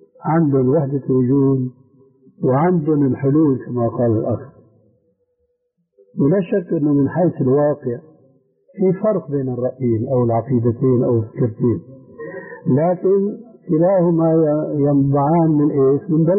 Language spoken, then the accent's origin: Arabic; Syria; عندنا في سوريا